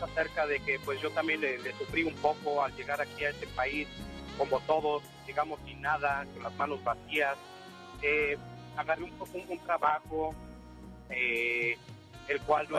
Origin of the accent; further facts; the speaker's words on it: Puebla, Mexico; Soy de Puebla. Soy orgullosamente poblano y nunca voy a negar mi tierra. Desgraciadamente no podemos regresar por circunstancias de la vida